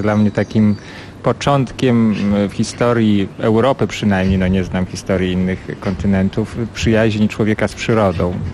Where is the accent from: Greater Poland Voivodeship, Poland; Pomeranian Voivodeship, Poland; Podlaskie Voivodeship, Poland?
Podlaskie Voivodeship, Poland; Bielsk Podlaski; Pochodzę z małego miasta na Podlasiu, Bielsk-Podlaski. I to były czas mojego świadomego dzieciństwa, to są lata 80.